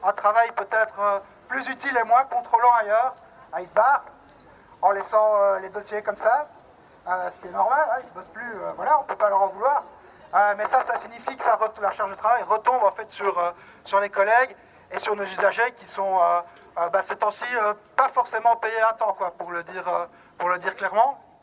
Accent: Liège, Wallonia, Belgium; donc moi je viens de Liège, je travaille en CPS.

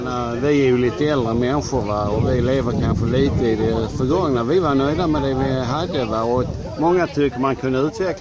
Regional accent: Malmö, Skåne, Sweden; born there; jag är född i Malmö, va? Även om jag har bott här nu ett antal år.

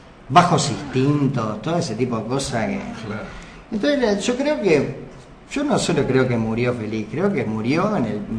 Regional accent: Uruguay; vio cómo somos los uruguayos en ese sentido.

